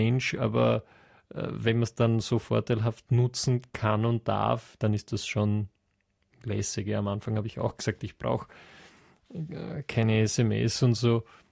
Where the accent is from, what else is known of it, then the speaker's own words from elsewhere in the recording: western Austria, Austria; Naja, ich komme aus dem Westen Österreichs. Also zumindest jetzt einmal stark westlich von Wien.